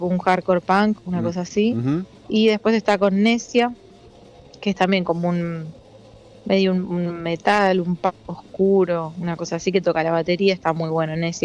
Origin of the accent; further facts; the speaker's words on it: Chascomús, Buenos Aires Province, Argentina; viste que yo soy de Chascomús